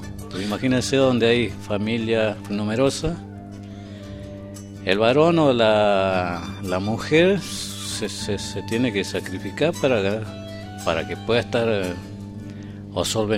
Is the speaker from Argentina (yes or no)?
yes; Argentina; somos argentinos, los argentinos.